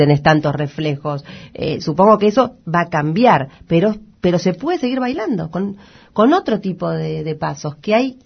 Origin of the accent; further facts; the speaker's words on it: La Boca, Buenos Aires, Argentina; yo soy de La Boca, me crié en La Boca